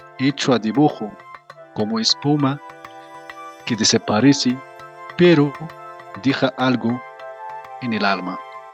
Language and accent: Spanish; Tanger-Tetouan-Al Hoceima, Morocco; Por ejemplo, en mi tierra natal, que es el Rif, en actual norte de Marruecos, bueno, en esa tierra, en esa región, hay una costumbre.